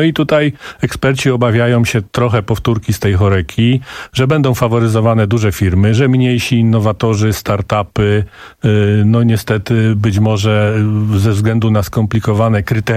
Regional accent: Kielce, Świętokrzyskie Voivodeship, Poland; jestem z Kielc, ze Świętokrzyskiego

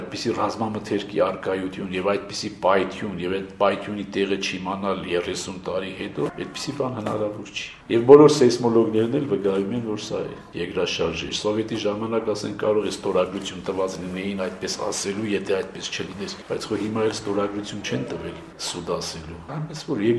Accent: Gyumri, Shirak, Armenia; Ես գալիս էի տուն իմ ընտանիքին այցելության, որտեւ ես Գյումրից եմ։

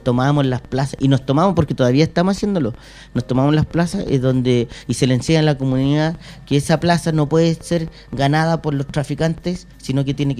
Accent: Puente Alto, Santiago Metropolitan Region, Chile; also born or lived in La Pintana; Yo soy de Puente Alto, soy nacido, criado, mis padres papeleros, mis abuelos papeleros, todo el rato.

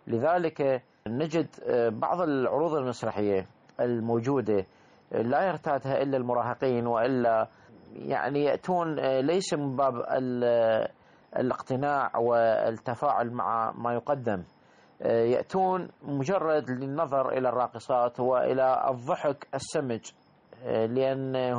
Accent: Iraq; احنا عندنا بالعراق

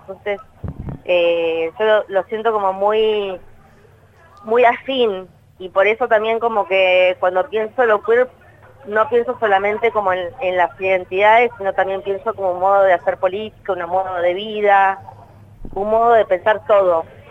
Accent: Punta Alta, Buenos Aires Province, Argentina; also born or lived in Bahía Blanca; Yo soy de Bahía Blanca. Va, estudié en Bahía Blanca, pero soy de una ciudad que es cercana a Bahía Blanca, está más Punta Alta. Y así que bueno, viví ahí.

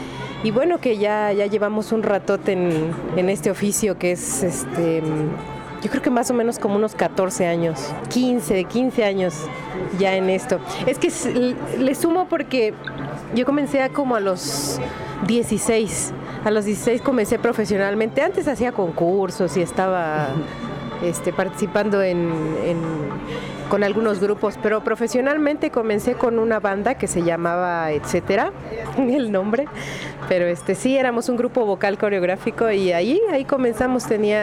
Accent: Chiapas, Mexico; Le canto al amor, le canto al desamor, a mi tierra, a Chiapas, a la tristeza, a la desolación, la soledad.

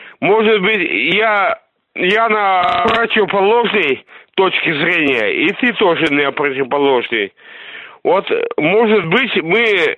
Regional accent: Russia; Ну, я-то не из Украины, я из России.

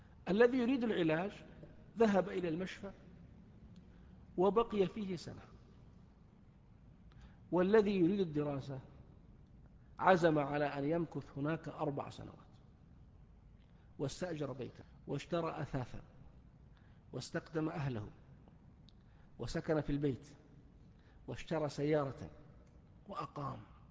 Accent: Saudi Arabia; الآن في الشارع في رمضان عندنا في السعودية

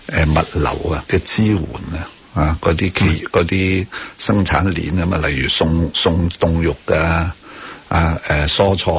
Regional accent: Hong Kong; 我哋香港人算系自己争气㗎啦。

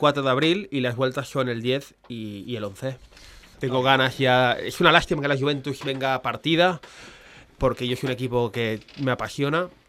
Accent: Spain; yo soy español, no vengo de Qatar, te has equivocado, soy moreno

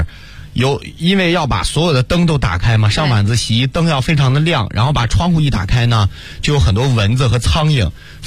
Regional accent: Shandong, China; 因为我是山东人啊，其实山东寿光的西瓜特别好吃

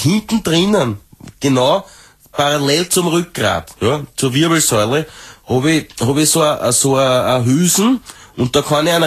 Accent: Austria; ich will als Österreicherin, will das an der Spitze von meinem Land

